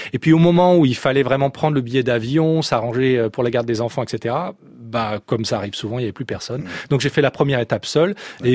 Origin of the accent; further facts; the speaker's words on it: Lyon, Auvergne-Rhône-Alpes, France; Alors, je suis né à Lyon et j'ai grandi dans un milieu où la marche ou la randonnée faisait partie des passe-temps estivaux.